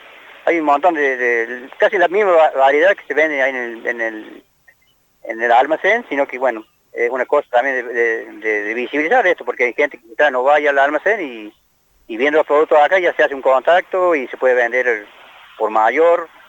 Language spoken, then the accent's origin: Spanish; Las Oscuras, Córdoba, Argentina; gente de Las Oscuras, donde soy yo